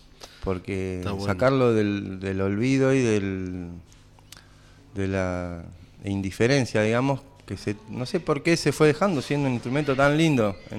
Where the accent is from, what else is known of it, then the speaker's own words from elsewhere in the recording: La Plata, Buenos Aires Province, Argentina; en La Plata, yo soy de La Plata.